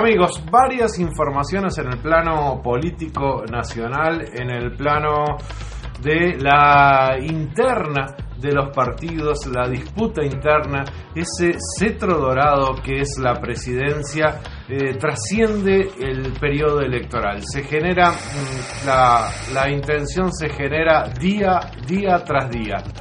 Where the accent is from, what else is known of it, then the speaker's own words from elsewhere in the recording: Uruguay; Duele como uruguayo.